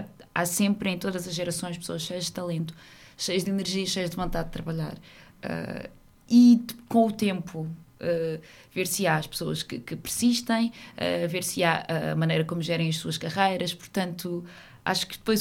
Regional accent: Santarém, Portugal; eu sou do Ribatejo

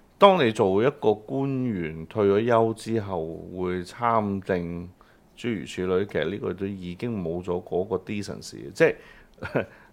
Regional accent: Hong Kong; 咁好啦，作為香港人，我點自處？

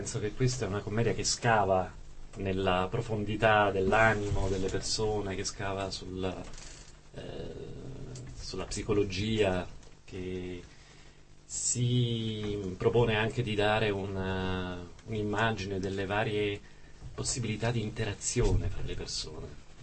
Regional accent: Campania, Italy; i tossici alle mie parti in Campania potrebbe.

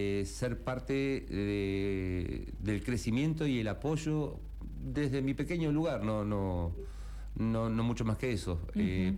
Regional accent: Comodoro Rivadavia, Chubut, Argentina; now in Merlo, Argentina; Vengo de Comodoro Río de Chubut, hace casi 11 años que estoy en Merlo, enamorado de Merlo San Luis.

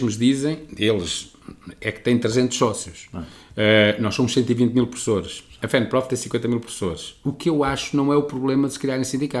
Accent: Coimbra, Portugal; sou de Coimbra, vivo em Coimbra, a minha escola é em Coimbra

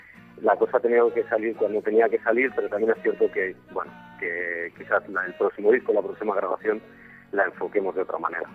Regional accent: Madrid, Community of Madrid, Spain; tres madrileños y un alemán, que se llama Ur, y que Ramiro y yo somos los madrileños

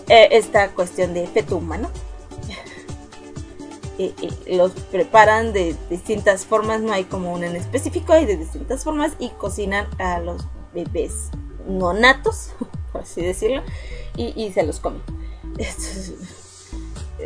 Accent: Mexico; Un machete en mi país, en algunas regiones se comen hormigas

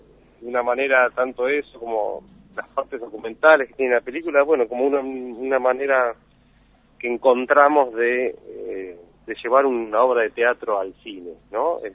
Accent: Buenos Aires, Argentina; Y yo soy del barrio, soy de Catalinas, viví en Catalinas hasta mis 25 años

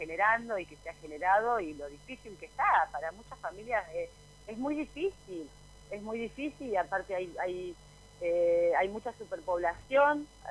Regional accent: Buenos Aires Province, Argentina; además soy vecina del lugar. Soy de mi barrio natal es el barrio Jardín.

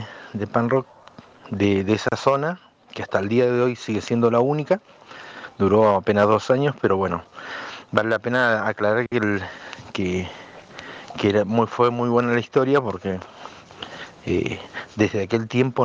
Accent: Bariloche, Río Negro, Argentina; de fuera de Río Negro, que es nuestra provincia. Nosotros somos de Bariloche

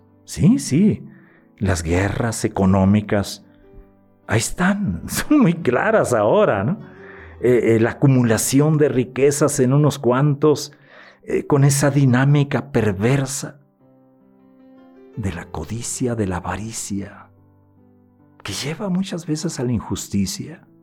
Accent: Granados, Sonora, Mexico; Los saludo desde mi tierra, desde Granados, Sonora.

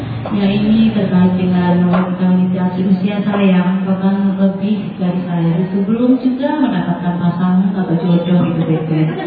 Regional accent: West Sumatra, Indonesia; kami yang berasal dari Sumatera Barat ini

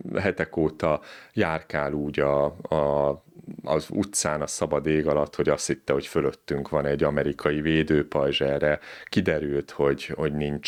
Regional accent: Budapest, Hungary; mert mi lehet mondani, hogy pestiek, már budaiak vagyunk éppen, de lehet mondani, hogy mondjuk budapestiek vagyunk

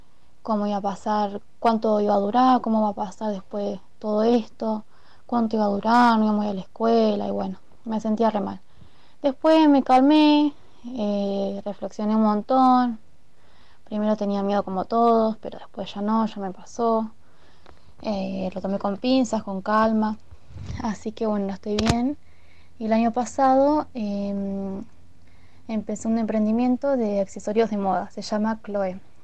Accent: El Hoyo, Chubut, Argentina; soy de acá del Hoyo

